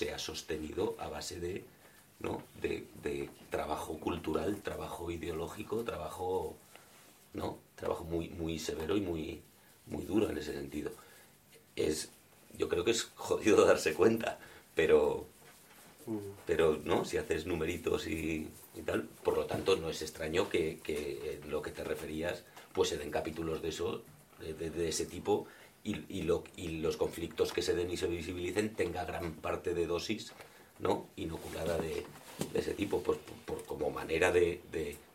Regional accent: Catalonia, Spain; como soy catalán, me permito decir un par

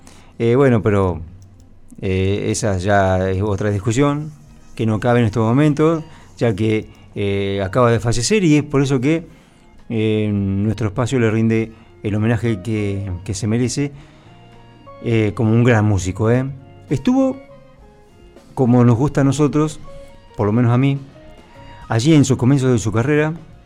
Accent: United States; Como músico estadounidense, en algún momento tenemos que hacer algo de country.

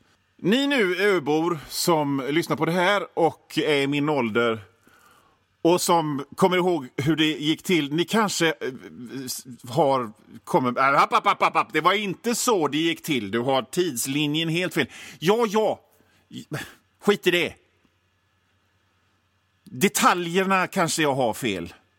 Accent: Hönö, Västra Götaland County, Sweden; born there; och det här är mitt radioprogram. Jag är född på Hönö i Göteborgs norra skärgård.

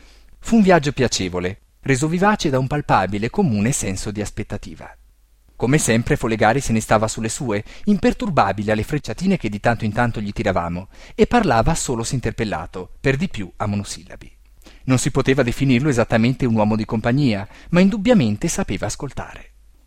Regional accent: Bollate, Lombardy, Italy; Sono cresciuto a Bollate, in provincia di Milano

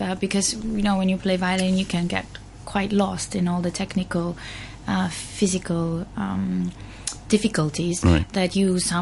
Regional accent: South Korea; also born or lived in Germany; Well, I'm Korean. I'm Korean, but I was born in Germany.

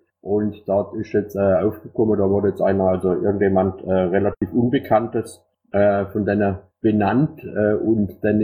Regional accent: Thuringia, Germany; Nee, ich bin aus Thüringer. Nicht am Dialekt festmache, ich bin aus Thüringer.

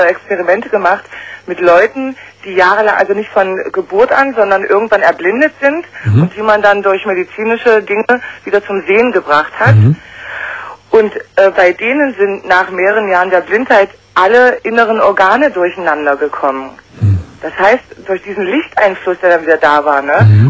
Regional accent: Germany; Ich habe die Ärzte haben in der DDR, ich bin aus der DDR, ne?

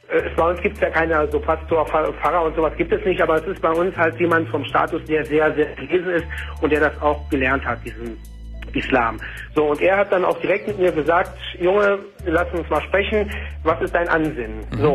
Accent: Tunisia; also born or lived in Germany; ich bin ja Tunesier und gebürtig Tunesier und also auch in Deutschland zwar geboren halt, aber halt irgendwo Moslem auch.

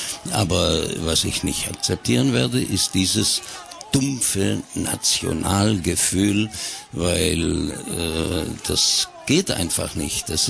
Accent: Germany; Und weil es im Reisepass drinsteht, musst du dann halt sagen, ich bin Deutscher.

